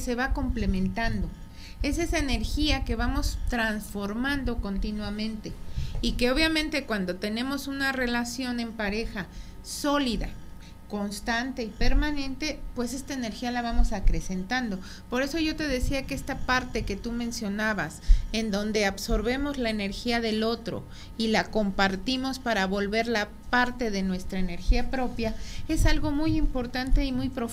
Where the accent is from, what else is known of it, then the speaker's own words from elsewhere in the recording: Mexico; gracias a nuestra cultura y ya nuestra manera de ser ideológica y formal como mexicanos